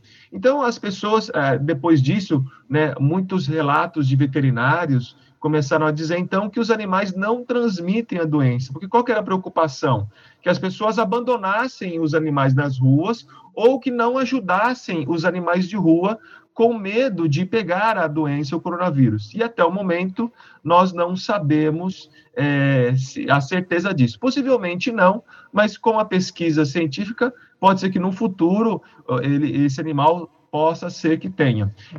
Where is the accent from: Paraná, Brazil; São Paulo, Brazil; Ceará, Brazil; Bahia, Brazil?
São Paulo, Brazil; now in Uberaba, Brazil; Sou de São Paulo, capital, mas fui fazer vestibular e passei na época, né?